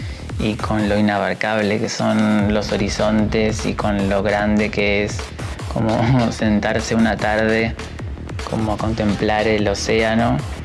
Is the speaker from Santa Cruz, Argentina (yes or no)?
yes; Caleta Olivia, Santa Cruz, Argentina; born there; now in Buenos Aires, Argentina; Yo soy caletense, que es el gentilicio que llevamos las personas que nacimos en Caleta Olivia. Caleta Olivia, para quien no conoce, es una ciudad que queda en la provincia de Santa Cruz.